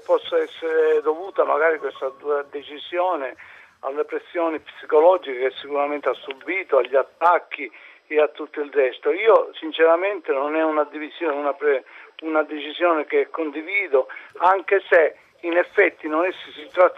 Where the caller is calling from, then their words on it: Milan, Lombardy, Italy; devo correggerla, non sono da Palermo ma da Milano.